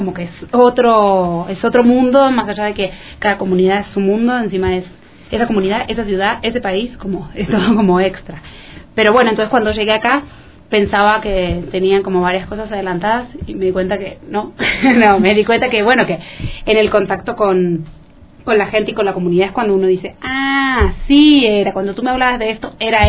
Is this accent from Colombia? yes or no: no; Argentina; now in Venezuela; Yo soy argentina, pero vivo en Venezuela